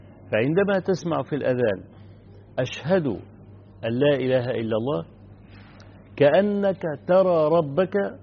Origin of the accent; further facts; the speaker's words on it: Egypt; عندنا في مصر حدث في سنة من السنوات، من حوالي 20 سنة